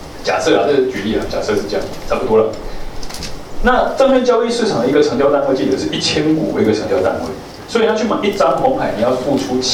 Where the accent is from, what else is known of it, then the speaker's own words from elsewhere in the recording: Taiwan; 但是我们台湾人心脏比较弱，